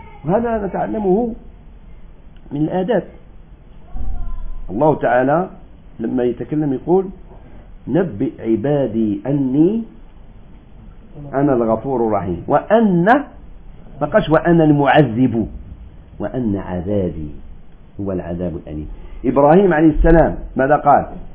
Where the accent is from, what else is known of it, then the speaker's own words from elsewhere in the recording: Algeria; داعي مشهور عندنا في الجزائر